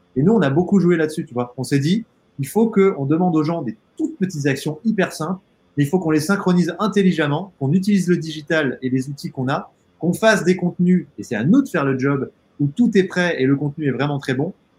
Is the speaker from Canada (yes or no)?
no; Auvergne-Rhône-Alpes, France; Enfin moi, j'ai grandi dans le Haut-Bugey, j'y suis là, chez mes parents, au milieu de la nature.